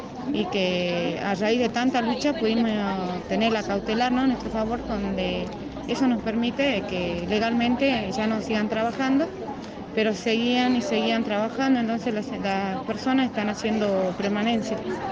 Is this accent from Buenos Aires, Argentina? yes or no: no; Caspalá, Jujuy, Argentina; Y como soy de Caspalá